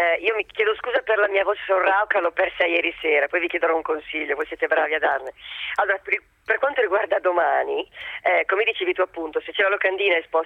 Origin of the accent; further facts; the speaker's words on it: Milan, Lombardy, Italy; parlo di Milano perché sono milanese